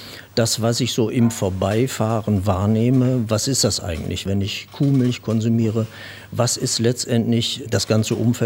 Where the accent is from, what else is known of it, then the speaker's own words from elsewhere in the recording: Straelen, North Rhine-Westphalia, Germany; born there; mit meinem Geburtsort, nähe der niederländischen Grenze in Strahlen. Wir hatten zu Hause selber einen landwirtschaftlichen bzw. Gartenbaubetrieb.